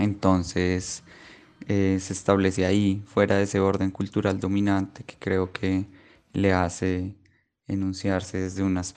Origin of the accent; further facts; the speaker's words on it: Bogotá, Colombia; born there; now in Medellín, Colombia; nací en Bogotá, pero vivo en Medellín como hace 12 años.